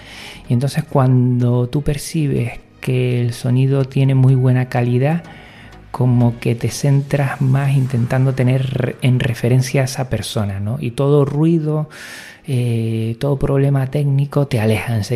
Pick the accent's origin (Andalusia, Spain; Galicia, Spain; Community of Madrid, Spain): Andalusia, Spain; Jerez de la Frontera; Soy de Jerez de la Frontera y bueno, el canario me resulta muy familiar y acogedor.